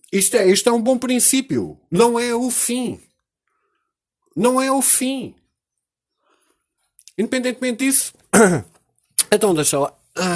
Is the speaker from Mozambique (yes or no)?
no; Portugal; nós como portugueses